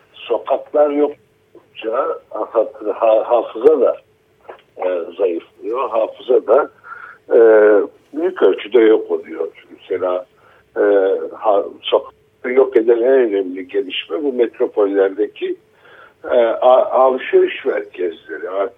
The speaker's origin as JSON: {"language": "Turkish", "town": "Diyarbakır", "region": "Diyarbakır Province", "country": "Turkey", "tie": "born or raised there", "also_born_or_lived": "Ankara", "said": "Diyarbakır benim hani memleketim sayılır gerçekten, liseyi orada okudum, liseden sonra üniversiteye Ankara'ya geldim"}